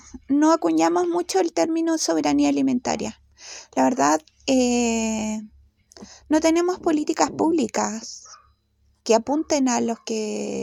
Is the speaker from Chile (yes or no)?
yes; Gualañé, Biobío, Chile; Soy de Gualañé y mi lugar de origen de nacimiento es Mewimapu.